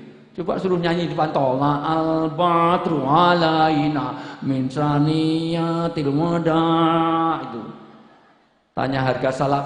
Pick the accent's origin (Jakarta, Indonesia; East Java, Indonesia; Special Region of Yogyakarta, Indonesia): Special Region of Yogyakarta, Indonesia; saya orang desa, Bu, saya orang Jogja